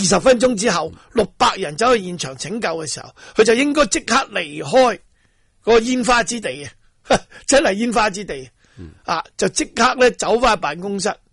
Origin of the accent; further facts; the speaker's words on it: Hong Kong; 喂，呢样嘢我哋香港人睇喺眼里边咧，系唔知嗰种味道系忍受唔到嘅